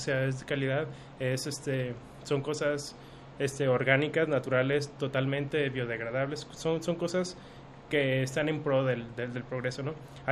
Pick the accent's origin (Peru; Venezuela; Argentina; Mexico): Mexico; a reconocernos como mexicanos también